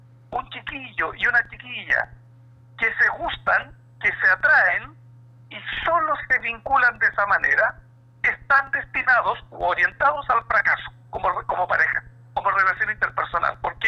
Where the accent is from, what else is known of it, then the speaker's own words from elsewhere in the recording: Puente Alto, Santiago Metropolitan Region, Chile; nacido y criado en Puente Alto